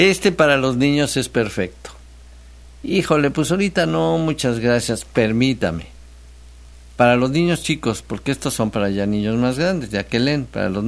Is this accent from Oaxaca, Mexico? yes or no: no; Xalapa, Veracruz, Mexico; te saludo desde el puerto, desde el puerto Jarioso. Llevo 3 años viviendo aquí, allá en el puerto, soy de Jalapa.